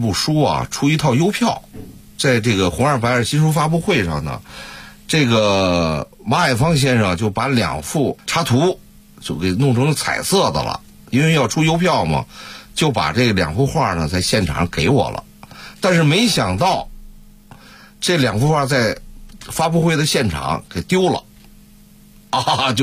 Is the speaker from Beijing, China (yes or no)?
yes; Beijing, China; 这个杂碎跟我们北京人吃那个杂碎啊还不一样